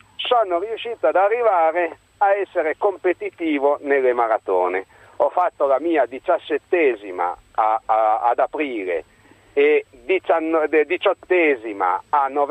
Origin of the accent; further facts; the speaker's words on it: Turin, Piedmont, Italy; now in Mombaruzzo, Italy; il dottor Giannino, che tra l'altro è mio concittadino, perché io sono di Torino